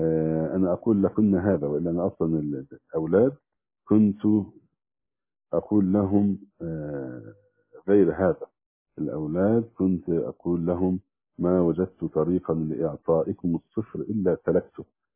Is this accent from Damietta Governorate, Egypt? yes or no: yes; Damietta Governorate, Egypt; كان معي أخ من فرسكور عندنا في دمياط